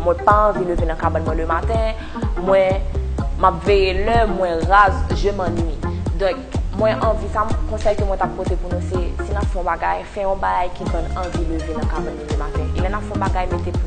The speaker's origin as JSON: {"language": "French", "country": "Haiti", "said": "moi je suis haïtienne."}